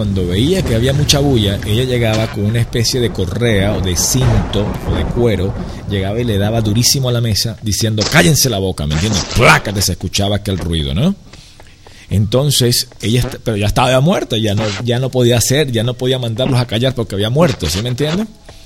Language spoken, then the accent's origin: Spanish; Venezuela; now in Miami, United States; En mi país allá, yo no estoy allí en Venezuela, pero estoy en, actualmente en Miami